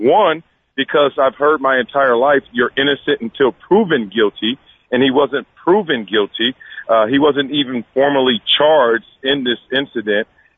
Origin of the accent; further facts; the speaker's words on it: Compton, California, United States; I grew up in Compton, California